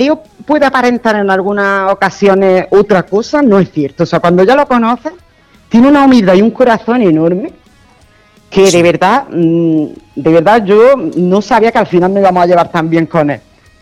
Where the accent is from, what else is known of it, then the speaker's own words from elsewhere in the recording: Granada, Andalusia, Spain; todos menos Antonio, somos del Saedin. Que es un barrio de Granada, un barrio de trabajadores